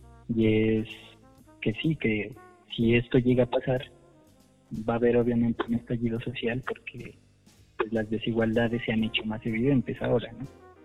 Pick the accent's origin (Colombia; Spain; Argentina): Colombia; estamos viviendo también de transformación como colombianos